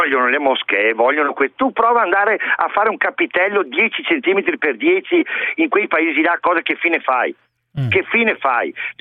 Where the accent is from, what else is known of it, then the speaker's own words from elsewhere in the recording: Vicenza, Veneto, Italy; perché io sono di Vicenza